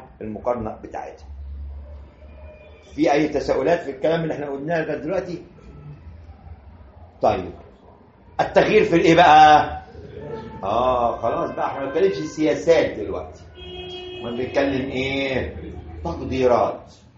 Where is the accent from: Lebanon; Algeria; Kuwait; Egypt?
Egypt; وده حصل عندنا في مصر